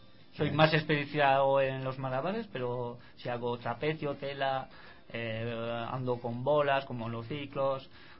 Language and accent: Spanish; Nouvelle-Aquitaine, France; first language Basque; Spanish is a second language; now in Spain; yo fui a la escuela en Francia. Yeah. Hace solo 8 años que vivo lao español. Pero como mi pueblo toca 3 pueblos españoles, me siento tanto de un lado que del otro.